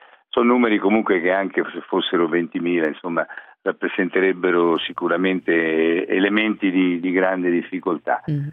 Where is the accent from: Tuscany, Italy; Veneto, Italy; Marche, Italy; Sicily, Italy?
Marche, Italy; lo dico anche da marchigiano, da persona che è attaccata alla terra